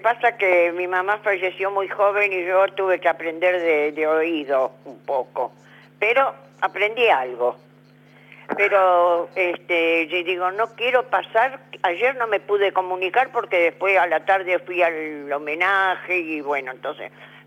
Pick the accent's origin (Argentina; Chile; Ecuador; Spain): Argentina; porque yo soy argentina, mis hermanos son argentinos